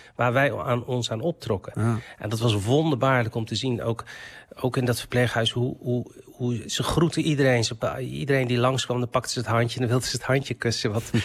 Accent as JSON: {"language": "Dutch", "country": "Morocco", "said": "want hij komt uit dezelfde streek, uit Marokko, als waar ik vandaan kom. We spreken allebei Berbers."}